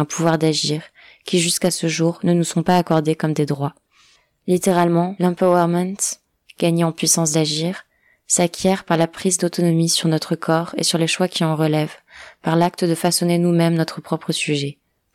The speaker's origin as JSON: {"language": "French", "region": "Ceará", "country": "Brazil", "tie": "born or raised there", "second_language": "French", "said": "de la région de Ceará, la province où je suis née et où j'ai grandi au Brésil."}